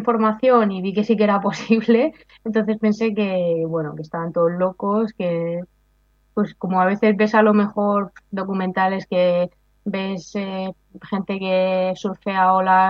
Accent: Spain; en apnea estática sí que soy la española que más tiempo aguanta la respiración

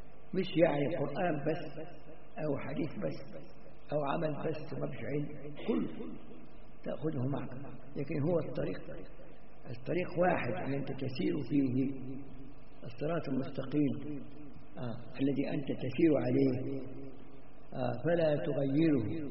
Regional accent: Egypt; أو يصلوا حتى عندنا في مصر يقعد يصلي بالناس

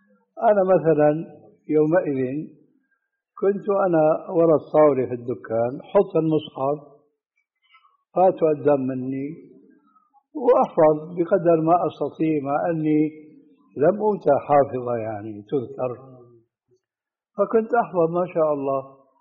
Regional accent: Syria; النعل صرارة موجودة، كانت إلى عهد قريب عندنا في سوريا للرجال، أي نعم.

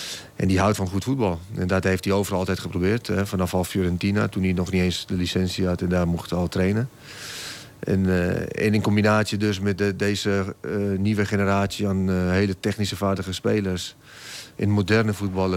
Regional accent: Italy; Dutch is a second language; now in Netherlands; Nou, mijn rol als Italiaan in Nederland, met name bij Ajax, was ik ook een hele groot aanspreekpunt voor hun.

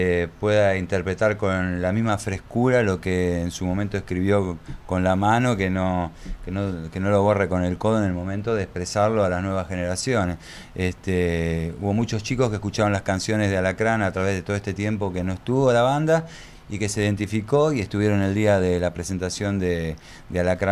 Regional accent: Argentina; Nosotros como argentinos vivir un glamour es medio ridículo, ¿no?

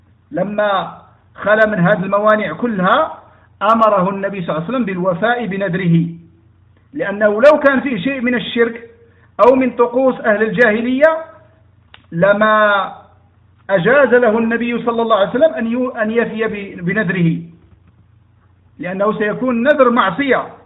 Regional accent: Morocco; مثلا عندنا في المغرب

